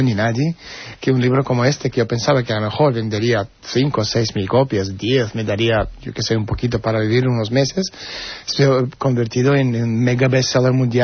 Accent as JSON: {"language": "Spanish", "country": "Lithuania", "tie": "born there", "first_language": "Russian", "second_language": "Spanish", "said": "Yo soy ruso, nací en Unión Soviética, en Lituania, pero no soy lituano, como muchos de vez en cuando ha visto cosas diciendo, estoy lituano, no soy lituano. Nací en República Soviética de Lituania, somos rusos, hablamos ruso, no hablamos lituano"}